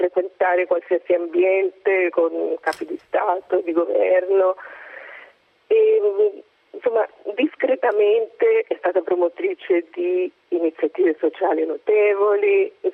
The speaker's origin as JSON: {"language": "Italian", "town": "Milan", "region": "Lombardy", "country": "Italy", "said": "anch'io sono milanese"}